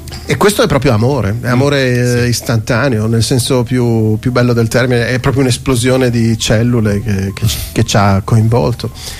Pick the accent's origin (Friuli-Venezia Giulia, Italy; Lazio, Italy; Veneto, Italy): Friuli-Venezia Giulia, Italy; Io sono friulano e i friulani si vantano di bere molto